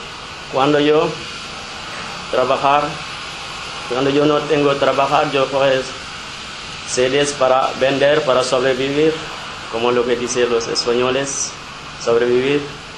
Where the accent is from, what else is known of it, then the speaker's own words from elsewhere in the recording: Senegal; Spanish is a second language; now in Spain; soy de Senegal. Vení aquí para buscar trabajo